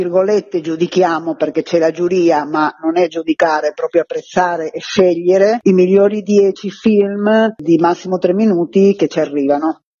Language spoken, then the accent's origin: Italian; Milan, Lombardy, Italy